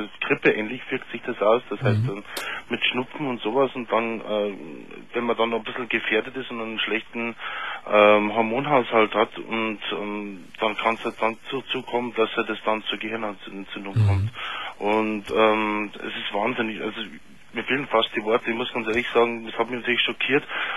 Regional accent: Pfarrkirchen, Bavaria, Germany; Und ich bin ja aus Pfarrkirchen.

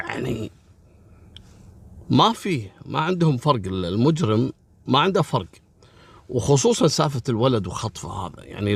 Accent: Kuwait

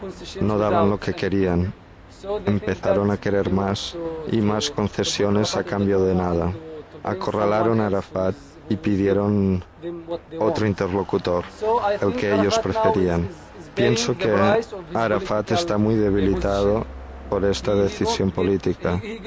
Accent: Palestine; soy de Palestina, vengo del campo de Musla, Matza

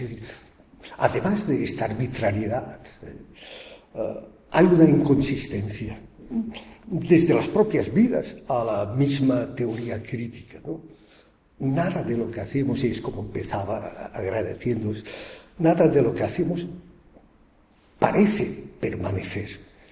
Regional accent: Barcelona, Catalonia, Spain; Yo vengo de Barcelona.

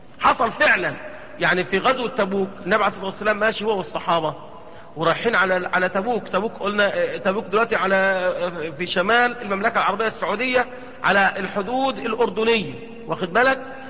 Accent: Egypt; يعني احنا عندنا في مصر الأهرامات

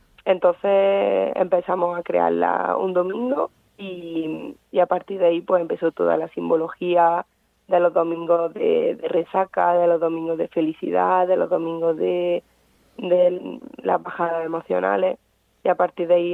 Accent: Córdoba, Andalusia, Spain; yo soy de Córdoba, el libro empieza un poco allí, hablando también de a lo mejor de mi experiencia, de mis recuerdos.

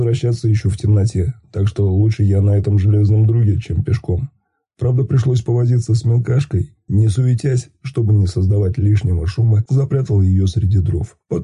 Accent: Bryansk, Bryansk Oblast, Russia; я вообще из Брянска, ко мне претензий нет.

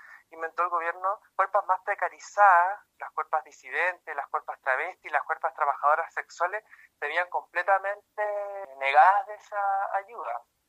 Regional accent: Iquique, Tarapacá, Chile; aparte que yo soy de Iquique, ya llevo bastantes meses sin visitar a mi familia

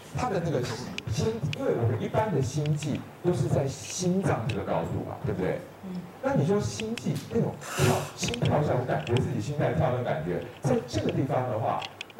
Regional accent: Taiwan; 而且我们台湾人会说，感冒的时候不但一体的社区量要大

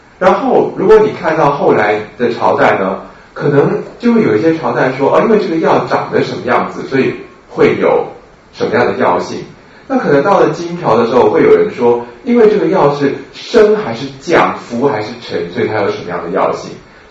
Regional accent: China; 像我们中国人喜欢把人分成五行，对不对？

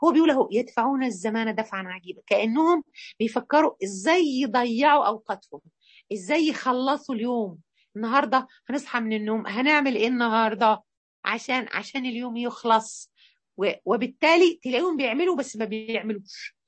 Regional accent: Mansoura, Dakahlia, Egypt; واحنا عندنا في المنصوره

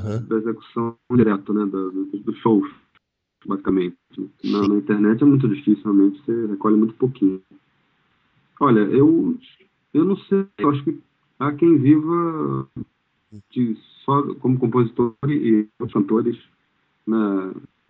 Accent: Niterói, Rio de Janeiro, Brazil; Sou do Niterói

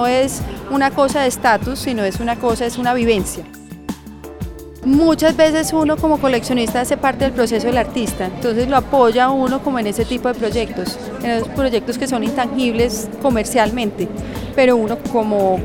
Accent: Medellín, Antioquia, Colombia; now in Bogotá, Colombia; soy de acá de Medellín, vivo en Bogotá

